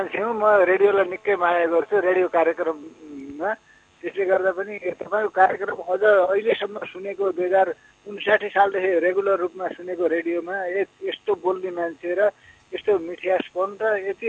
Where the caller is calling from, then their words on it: Lumbini Province, Nepal; म प्युठानको बिजुली छ बैरेनीदेखि